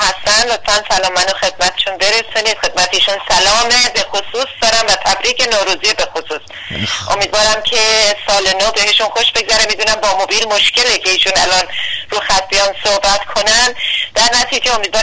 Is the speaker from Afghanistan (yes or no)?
no; Iran; من به سهم خودم به عنوان یک ایرانی از زحمات بیدریق شما